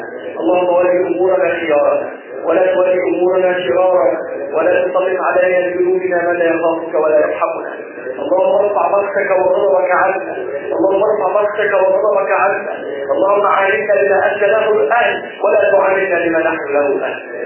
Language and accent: Arabic; Egypt; اجعل بلدنا مصر بلدا حاكما وسائر بلاد المسلمين